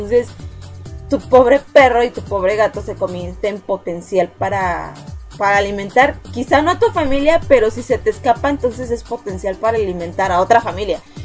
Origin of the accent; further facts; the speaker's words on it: Mexico; Un machete en mi país, en algunas regiones se comen hormigas